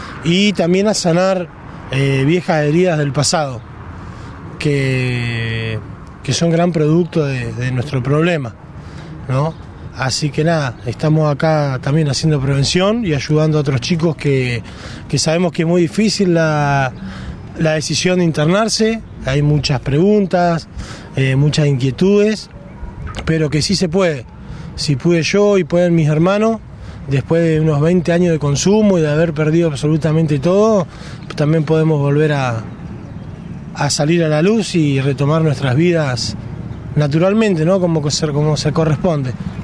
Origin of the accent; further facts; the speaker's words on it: Cipolletti, Río Negro, Argentina; soy de Cipolletti, tengo 36 años, tengo 2 hijos